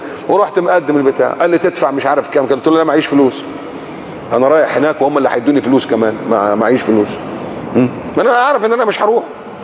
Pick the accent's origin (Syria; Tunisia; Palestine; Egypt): Egypt; احنا كمصريين كنا ما نقدرش نروح تركيا الا لما تروح السفاره وتاخد الفيزا من السفاره.